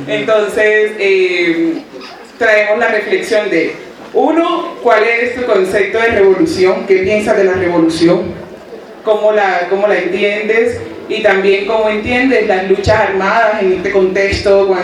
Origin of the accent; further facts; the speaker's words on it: Cartagena, Bolívar, Colombia; venimos del Caribe colombiano, de Cartagena. Somos un proceso barrial. Somos un proceso barrial de mujeres, bueno, de compañeras y compañeras negras de la periferia en Cartagena.